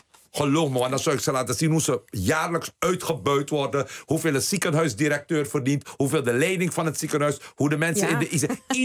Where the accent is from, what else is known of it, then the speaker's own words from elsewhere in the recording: 's-Hertogenbosch, North Brabant, Netherlands; now in Waalwijk, Netherlands; ik kom uit Den Bosch en woon nu in Waalwijk.